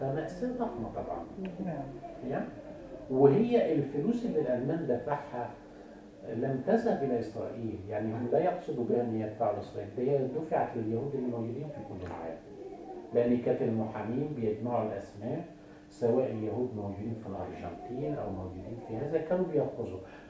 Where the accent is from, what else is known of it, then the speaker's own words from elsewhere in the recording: Egypt; تعرفوا ان احنا كان عندنا في مصر في ذلك الوقت شعب ضخمه جدا